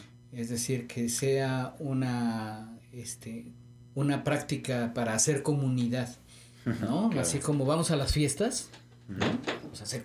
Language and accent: Spanish; Xalapa, Veracruz, Mexico; De los pocos, de sí, los pocos jalapeños que andamos quedando sí, en ciudad.